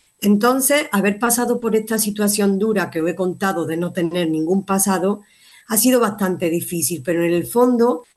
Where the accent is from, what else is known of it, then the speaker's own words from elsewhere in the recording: Málaga, Andalusia, Spain; born there; alrededor de Málaga, que es mi ciudad natal, alrededor de España